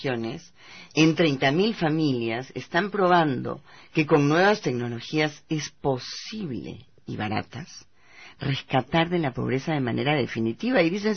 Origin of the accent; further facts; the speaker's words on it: Peru; Claro, como peruanos y peruanas no podemos dejar de alegrarnos por cada peruano